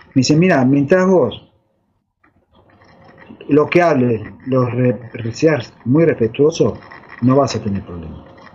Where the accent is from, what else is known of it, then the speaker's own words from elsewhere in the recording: Argentina; Salvando que somos argentinos, no interesa las razas